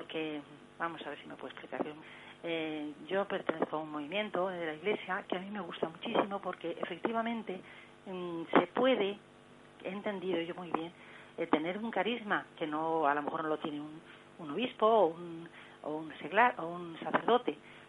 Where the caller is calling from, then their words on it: Madrid, Community of Madrid, Spain; de Madrid.